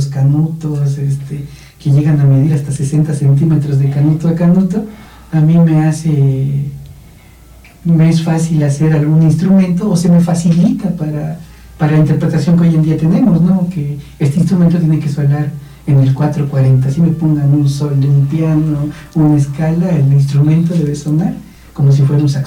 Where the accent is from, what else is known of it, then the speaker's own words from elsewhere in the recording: Papantla, Veracruz, Mexico; Yo, originario soy de Papantla, Veracruz, uh-huh. Sí, soy totonaca de nacimiento. De ahí todo mi concepto, me vine por trabajos y todo eso, llegué al Valle de México, ¿no? Como la mayoría que venimos de provincia.